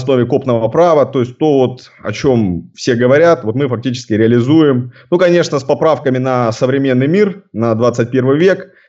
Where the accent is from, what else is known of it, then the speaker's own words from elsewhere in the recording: Sevastopol, Ukraine; Родился я в Севастополе, вырос в Севастополе, учился здесь. На данный момент мне 31 год полный.